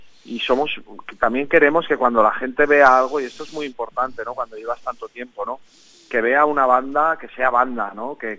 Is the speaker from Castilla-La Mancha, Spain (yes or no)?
no; Sant Feliu de Guíxols, Catalonia, Spain; encontraréis las entradas de Barcelona, Lleida y mi pueblo, ¿no? Donde salió la gira de San Felipe Guíxols.